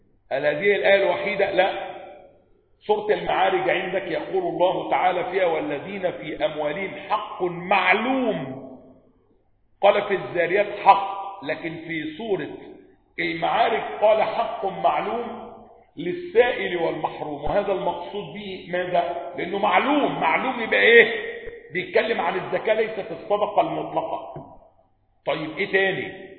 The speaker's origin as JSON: {"language": "Arabic", "region": "Upper Egypt", "country": "Egypt", "said": "تجار بقى وصعايدة بقى، انا صعيدي على فكرة"}